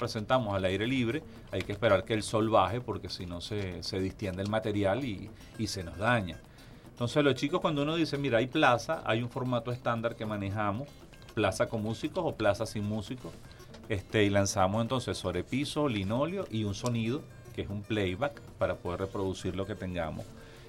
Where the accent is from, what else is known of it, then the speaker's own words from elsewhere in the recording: Barquisimeto, Lara, Venezuela; De Barquisimeto, Estado Lara